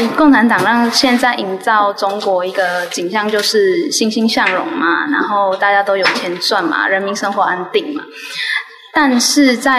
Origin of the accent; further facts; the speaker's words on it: Taiwan; 所以我们认为我们是台湾人，所以我们跟中国是有差别的。